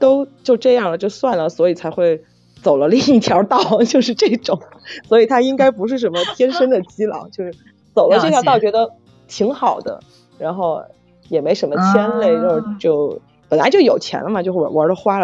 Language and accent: Chinese; Chengdu, Sichuan, China; 但实际上我是成都的，我们这儿是府都。